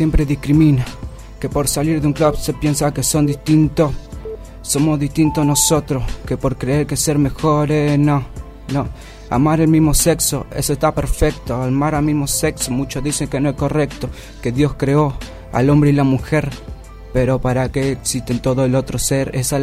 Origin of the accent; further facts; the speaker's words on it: Argentina; Estamos con diversidad, representando a todo el pueblo sanpedrino, que en esto vos sabés que somos argentinos.